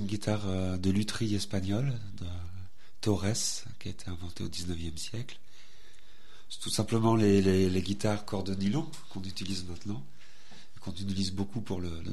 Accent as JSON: {"language": "French", "country": "France", "said": "un espagnol, voilà. Je suis français."}